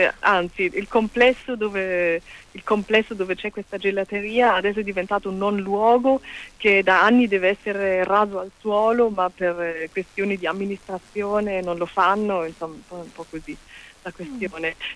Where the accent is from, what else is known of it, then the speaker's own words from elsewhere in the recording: Burghausen, Bavaria, Germany; dalle mie parti, non c'erano tante gelaterie, è un posto molto molto molto provinciale, e quindi il fatto che Elia sapesse che cosa fosse Burghausen e avesse proprio battuto i luoghi della mia adolescenza